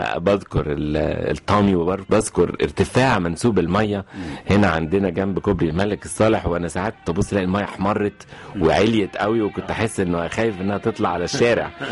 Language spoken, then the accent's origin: Arabic; Cairo, Cairo Governorate, Egypt; also born or lived in Asyut; يعني لا تعتبر مسقط الرأس فقط، النشأة كانت قاهرية 100%، والأسرة كمان تجيد اللغة الإنجليزية، فإحنا اتكلمنا عربي وإنجليزي وإحنا صغيرين قوي قوي.